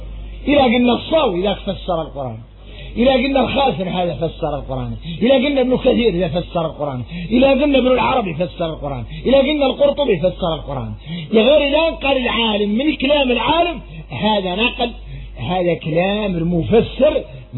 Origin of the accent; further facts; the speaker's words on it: Mauritania; يا غير احنا موريتاني فينا واحدين اولاد الخيام الكبارات